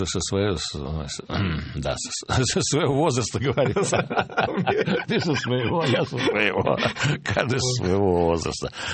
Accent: Moscow, Russia; я никогда не покидал родину. Я родился в Москве, да. Я родился в Москве и всю жизнь так и живу в Москве.

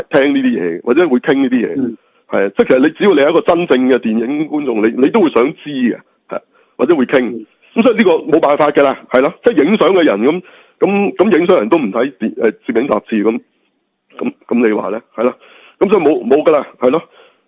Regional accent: China; 咁系嗰啲系我哋中国人新年啫

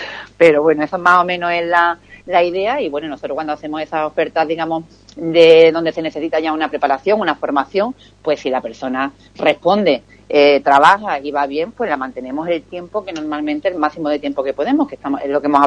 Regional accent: Ubrique, Andalusia, Spain; para necesidades de Ubrique, yo quiero que entre gente de mi pueblo, que además son a los que nos debemos

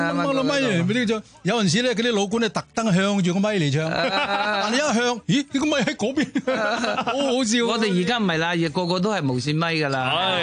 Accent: Macau; 我记得嗰时我澳门住啊，我澳门出世

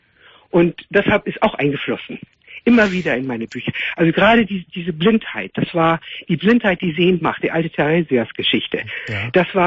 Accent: Netherlands; German is a second language; moved away as an adult; also born or lived in Amsterdam; Ich meine, ich bin aus Holland.

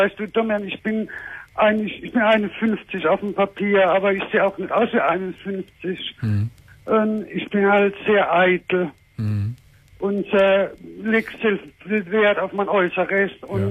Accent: Heidelberg, Germany; Hessen, vom Heidelberg.

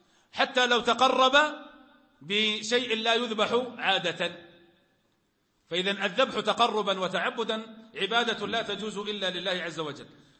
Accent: Najd, Saudi Arabia; كان عندنا في نجد في وقت

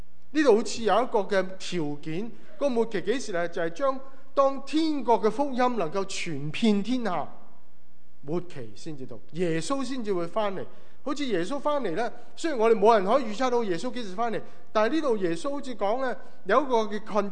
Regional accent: Hong Kong; moved away as an adult; also born or lived in Hawaii, United States; 对我来说，我香港出生长大，下一站我去了哪呢？夏威夷

